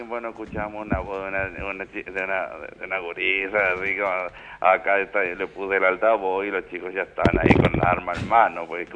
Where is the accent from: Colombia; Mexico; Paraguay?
Paraguay; yo soy paraguayo, entonces...